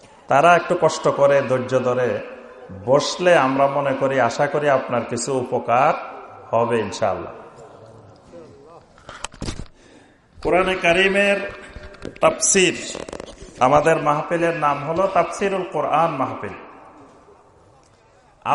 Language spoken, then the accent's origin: Bangla; Chittagong Division, Bangladesh; এর আগে ছাগলনাইয়া তারপর সোনাগাজী ওইসব অঞ্চলে তো আমার নিজের এলাকা